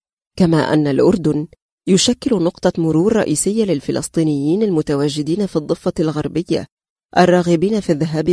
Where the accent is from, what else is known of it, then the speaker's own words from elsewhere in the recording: Egypt; accent: Egyptian; لا يبدو أحد هنا مندهشا من لهجتي المصرية